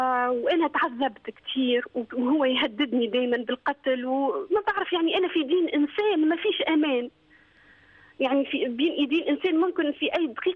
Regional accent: Tunisia; now in Dubai, United Arab Emirates; ما نقدرش نرجع ونشتغل أنا وضعي في تونس سيء جدا

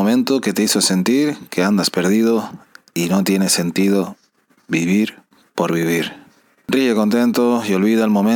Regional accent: Canary Islands, Spain; Sí, sí, es que somos, los canarios somos así, que no estamos acostumbrados al frío.

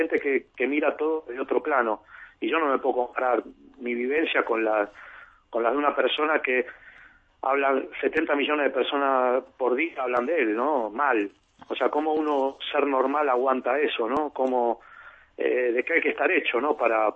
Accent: Argentina; Es una cosa horrible, pero para mí es así, para casi todos los argentinos.

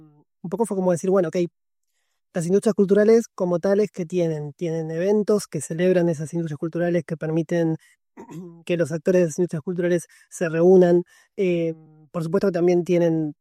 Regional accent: Buenos Aires, Argentina; Así que yo, como porteño, me paso a callar

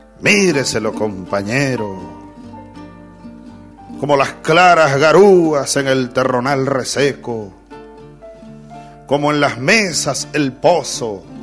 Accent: Los Llanos, Venezuela; Hay un poema que escribió un poeta de mi pueblo, del Llano de Venezuela.

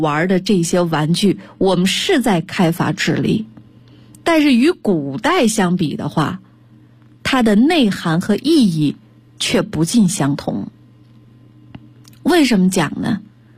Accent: China

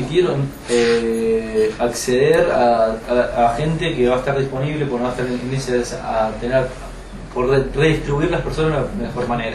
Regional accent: La Falda, Córdoba, Argentina; empecé a buscar trabajo en Valle Punto, soy de La Falda.

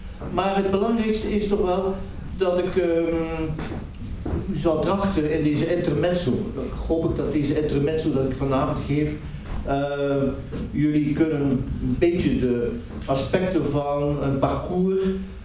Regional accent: Ostend, Flanders, Belgium; born there; wat je hier ziet is eigenlijk waar ik geboren ben, aan de Belgische kust. De Belgische kust, wat je hier ziet, ja, dit is geen sociale huisvesting in Frankrijk of Nederland. Dat is onze Belgische kust in Oostende.

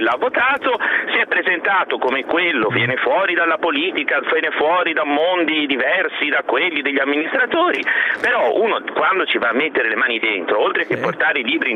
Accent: Pisa, Tuscany, Italy; io sono pisano d'origine

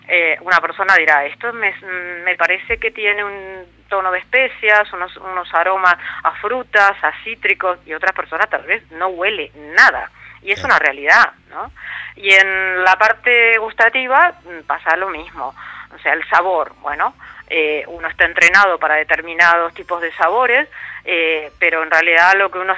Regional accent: Argentina; now in Spain; como compatriota, como argentina, estar hablando de vinos en España

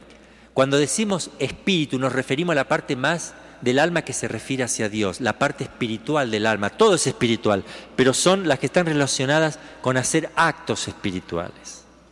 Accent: Argentina; pero soy argentino.

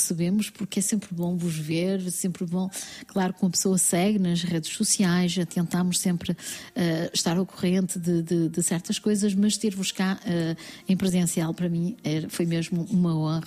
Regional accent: Portugal; also born or lived in France; Nascemos em França e fomos para Portugal da mesma forma que vocês as duas

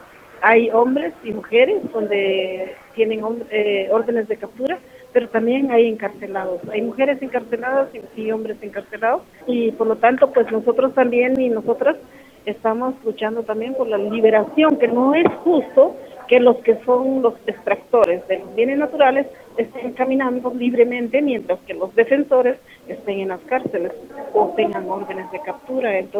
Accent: Quiché, Guatemala; mi pueblo Ixil, que también está en batalla, que es la región Ixil

